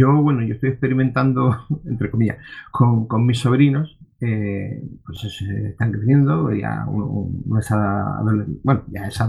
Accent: Almería, Andalusia, Spain; soy de Almería

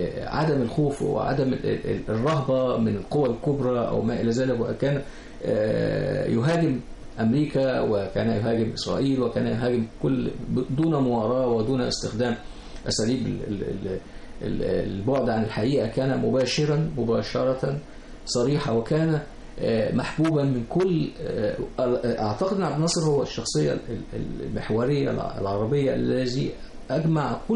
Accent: Egypt; كبار السن هقول لهم I'm from Egypt, I'm Egyptian.

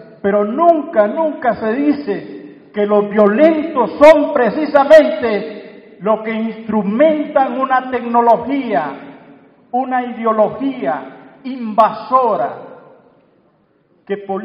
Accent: Francisco Morazán, Honduras; con el compañero Roger Escobar del Valle de Siria, venimos de Honduras, también de una zona de Mesoamérica.

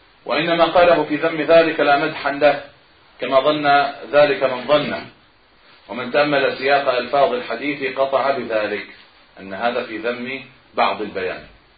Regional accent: Egypt; حتى بعض الناس يقول عن بعض القرى عندنا في مصر هنا في بعض الأرياف

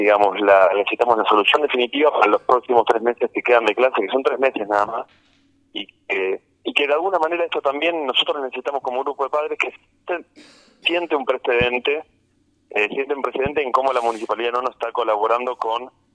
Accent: Las Rabonas, Córdoba, Argentina; yo soy de Las Rabonas

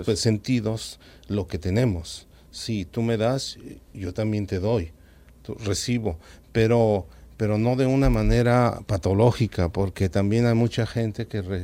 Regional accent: Mexico; Bueno, en mi país hay una cultura

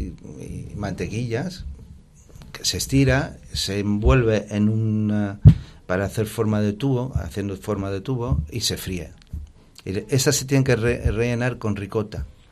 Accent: Messina, Sicily, Italy; Spanish is a second language; desde el pez espada, que es de donde soy yo, de Messina

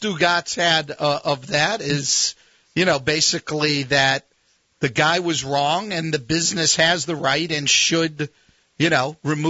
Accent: California, United States; I was growing up in the California Bay Area when Rick Barry was playing out there, and the 75 Warriors were, you know, my team.

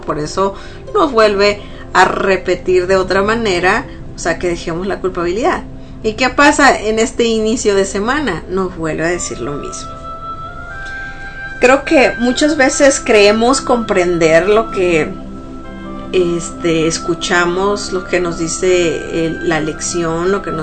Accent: Mexico; Y los que somos mexicanos tal vez conocemos de lo que pasó en Tlatelolco, en México, en el 68

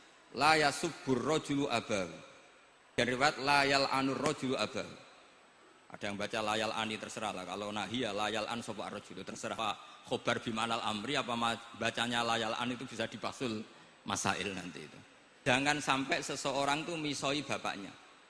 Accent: Java north coast, Indonesia; karena kalau guyon-guyonan itu menang saya ini orang Pantura

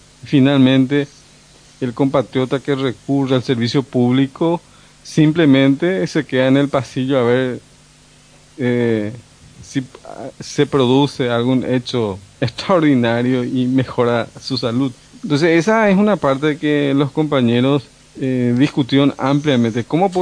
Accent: Asunción, Paraguay; yo soy de Asunción, ¿verdad?

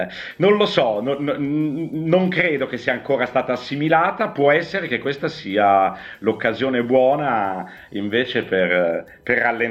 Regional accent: Milan, Lombardy, Italy; Guarda, da milanese, mentre leggevi questa cosa, io subito mi sono preoccupato

